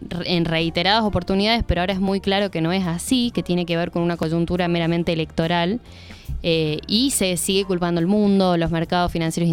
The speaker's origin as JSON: {"language": "Spanish", "country": "Argentina", "said": "de lo que nos toca como argentinos y argentinas"}